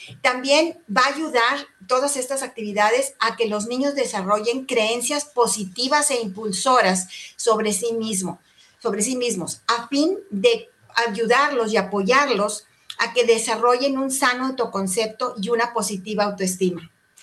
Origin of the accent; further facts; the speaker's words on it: Mexico; de México, tengo 50 años de casada